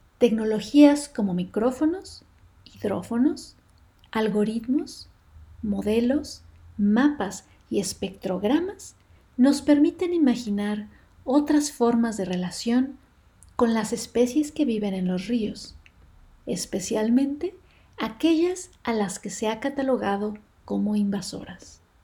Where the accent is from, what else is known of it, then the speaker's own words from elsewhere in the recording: Cauca, Colombia; Soy una mujer colombiana. Hablo desde el suroccidente colombiano. Nací y crecí en las montañas del Cauca, en un departamento que está muy al sur del país, casi en la frontera con Ecuador.